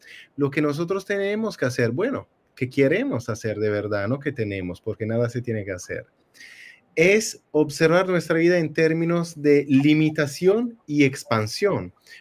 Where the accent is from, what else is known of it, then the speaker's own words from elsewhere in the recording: Italy; Spanish is a second language; Bueno, yo soy italiano, soy perdonado.